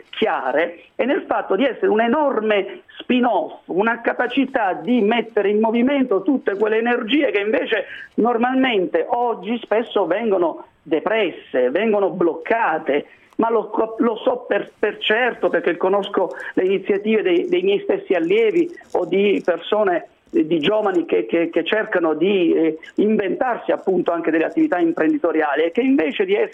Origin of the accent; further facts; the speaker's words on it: Apulia, Italy; Io sono pugliese, quindi mi riferisco in particolare delle situazioni dell'Italia meridionale